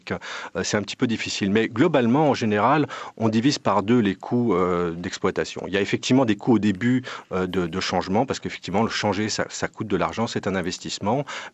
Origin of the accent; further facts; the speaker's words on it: Paris, Île-de-France, France; Là, je suis de Paris, en France, et la plupart des administrations publiques en France tournent maintenant à des solutions en logiciel libre